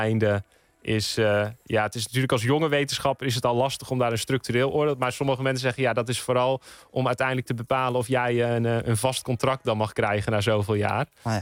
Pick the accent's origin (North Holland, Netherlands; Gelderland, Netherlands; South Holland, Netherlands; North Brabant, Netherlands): Gelderland, Netherlands; Elburg; ik ben zelf opgegroeid in Elburg. Dat is op de Veluwe.